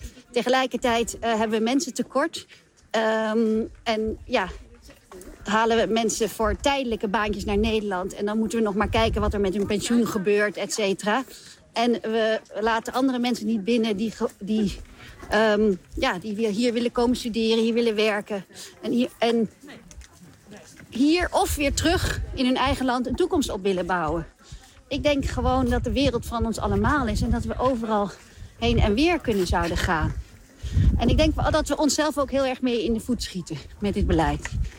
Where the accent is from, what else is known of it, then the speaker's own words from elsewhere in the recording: Mali; also born or lived in Chad; ik ben ook opgegroeid in Mali en Tjaad zelf.